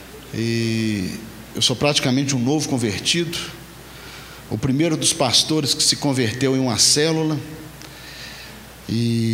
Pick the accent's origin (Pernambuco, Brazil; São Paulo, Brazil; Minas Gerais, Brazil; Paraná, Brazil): Minas Gerais, Brazil; Nanuque; now in Belo Horizonte, Brazil; a Grande Nanuque, não sei quem ouvi falar, fica ali no Nordeste Mineiro, né? E viemos lá da Grande Nanuque e viemos para Belo Horizonte em 2001 e fomos morar 2 quarteirões da Igreja Batista Central no Santo Antônio.